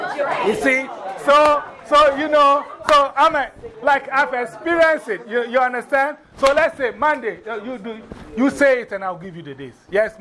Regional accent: Ghana; That's how Ghanaians give names. So our names are always very important.

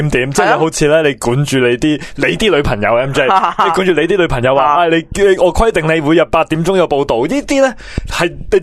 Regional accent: China; 因为我系中国人，因为我系爱国嘅

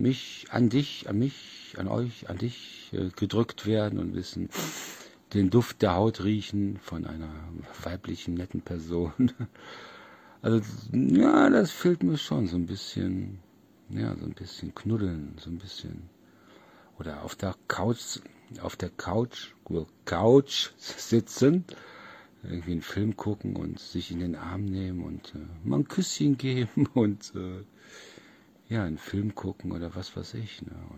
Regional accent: Solingen, North Rhine-Westphalia, Germany; now in Oldenburg, Germany; ich komme ja aus Solingen und wo ich hier damals aus Nordrhein-Westfalen hier runtergezogen bin

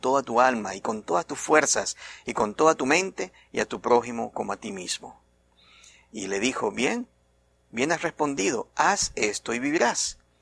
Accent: Venezuela; Saben, yo vengo de Venezuela.

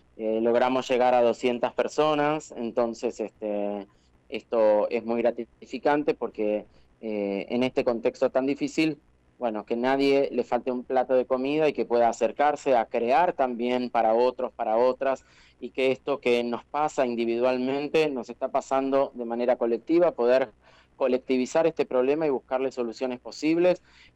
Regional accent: Huatraché, La Pampa, Argentina; also born or lived in Macachín; casi pampeano, sí, mis pueblos y mi adolescencia la he vivido en Huatraché, en Macachín, también he trabajado para empresas en La Pampa, de viajes estudiantiles, así que tengo parte del corazoncito también pampeano

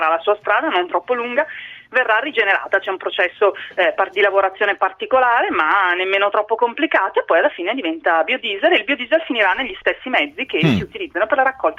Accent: Lombardy, Italy; Non ho idea perché io sono bergamasca

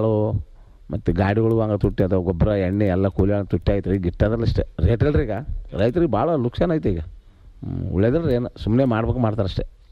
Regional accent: Tadkal, Karnataka, India; ಮೂಲ ಇದೆ ತಡ್ಕಲ್ ರೀ, ನಮ್ದು ಊರು

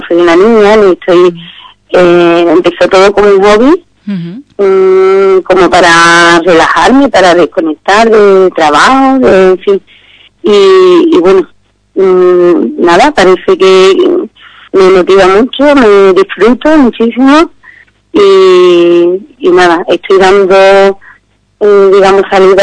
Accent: Los Palacios, Andalusia, Spain; soy de Los Palacios, soy ingeniera de informática

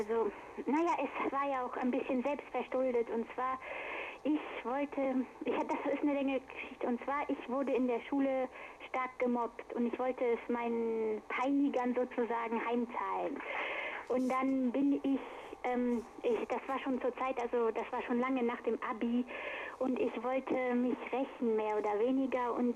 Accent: Düren, North Rhine-Westphalia, Germany; also in meiner Heimatstadt Düren, fing diese Qual an.

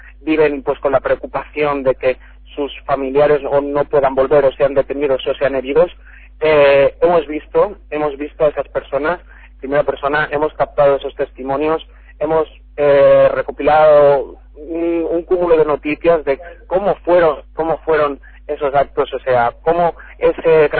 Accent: Castile, Spain; acabo de llegar ahora mismo al estado, como bien dices, a Castilla, a mi pueblo

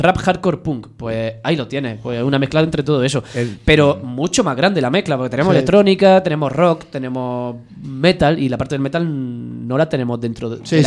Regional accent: Almería, Andalusia, Spain; Sevillano, sí. Aunque yo soy almeriense.

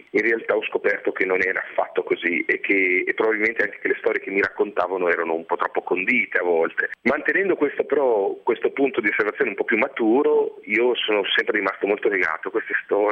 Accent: Emilia-Romagna, Italy; siamo cresciuti tutti in Emilia, zone molto radicate con una cultura molto forte

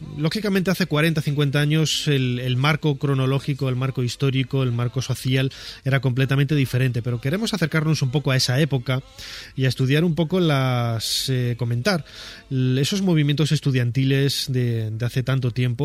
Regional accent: Castile and León, Spain; yo he tenido yo como buen cazurro, como buen leonés

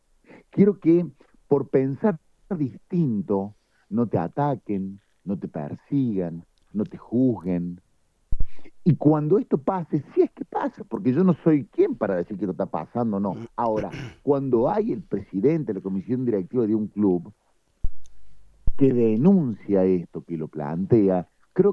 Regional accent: Córdoba, Argentina; desde mi humilde lugar, como cordobés, como legislador provincial

